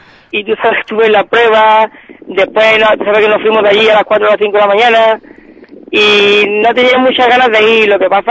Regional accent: Ubrique, Andalusia, Spain; Digo, Ubrique, yo soy de Ubrique, un poco sé hacerlo.

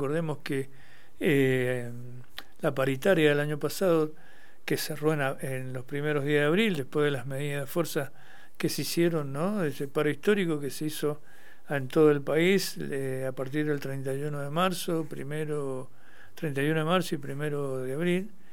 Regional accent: Mendoza, Argentina; acá nosotros, como provincia mendocina dedicada a la vitivinicultura

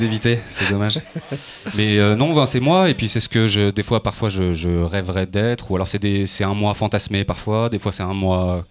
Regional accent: Lyon, Auvergne-Rhône-Alpes, France; parce que je suis lyonnais du coup

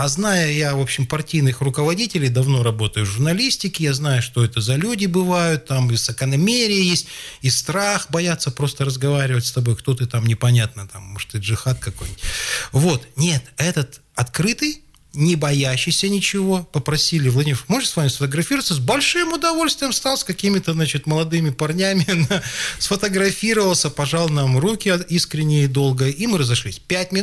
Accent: Siberia, Russia; извините, пожалуйста, вот мы из Сибири

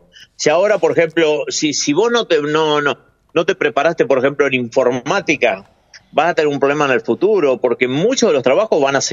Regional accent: Argentina; obviamente con la curiosidad de como argentino, ¿no?

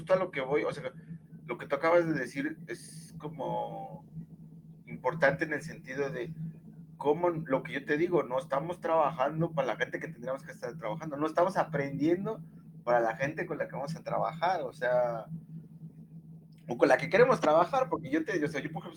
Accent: Mexico; yo estoy pensando en la historia de México y digo, güey, o sea, la historia que yo estudié en mi país, que me dio el sistema, pues no explica nada

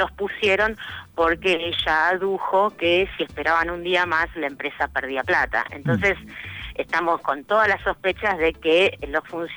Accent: Buenos Aires, Argentina; moved away as an adult; yo soy de Buenos Aires y vine acá, digamos, para cambiar mi vida

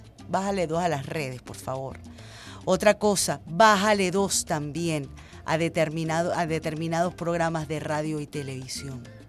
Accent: Venezuela; cuando todos somos venezolanos

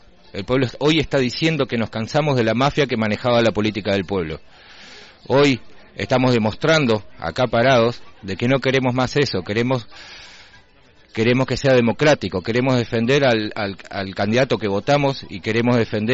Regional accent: Rawson, Chubut, Argentina; now in El Hoyo, Argentina; En otros lugares, yo vengo de Rawson.

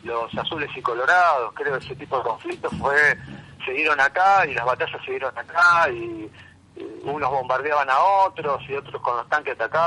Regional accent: Pilar, Buenos Aires Province, Argentina; also born or lived in Brazil; Yo soy de Pilar.

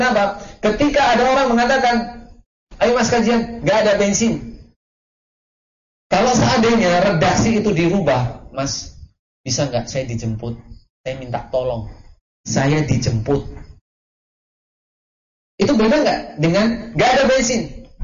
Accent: Java, Indonesia; Tapi tabiatnya kita orang Jawa itu enggak akan seperti itu.

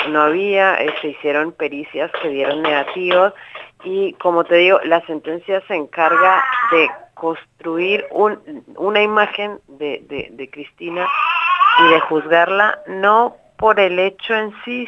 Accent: Colombia; now in Buenos Aires, Argentina; Yo soy colombiana, yo recién había llegado de Colombia

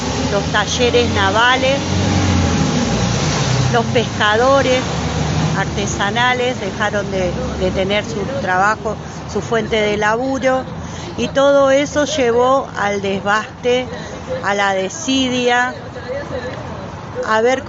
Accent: Buenos Aires, Argentina; Bueno, yo soy de acá del barrio de La Boca, y la verdad que estamos muy descontento con todo lo que está pasando en el país

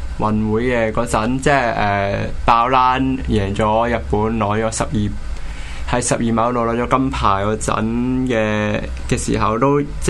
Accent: Hong Kong; 同埋都係為咗我哋香港人係出翻啖氣

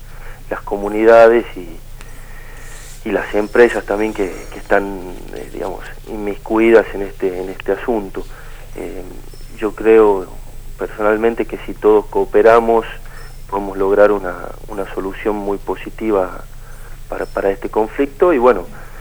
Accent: Tucumán, Argentina; soy abogado tucumano. Estoy a cargo de la oficina de la Defensoría del Pueblo de la Nación en Tucumán, en el carácter de delegado.

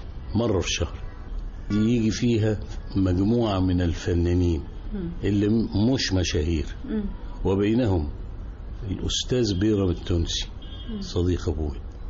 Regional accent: Cairo, Cairo Governorate, Egypt; born or raised there

